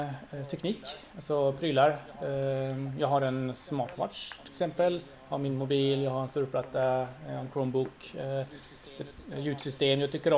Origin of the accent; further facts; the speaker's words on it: Varberg, Halland County, Sweden; För då tänkte jag, jag är från Varberg tänkte jag säga.